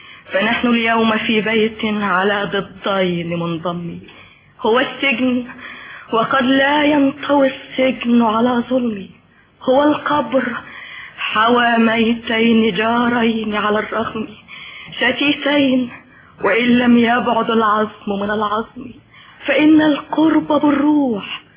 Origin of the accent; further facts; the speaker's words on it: Tanta, Gharbia, Egypt; لا بلدي طنطا